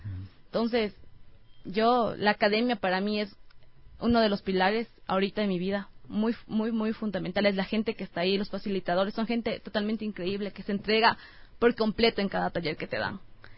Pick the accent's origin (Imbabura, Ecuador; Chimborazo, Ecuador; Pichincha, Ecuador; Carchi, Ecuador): Imbabura, Ecuador; Otavalo; Yo soy de Otavalo, natalmente, entonces tengo mucho de mi cultura.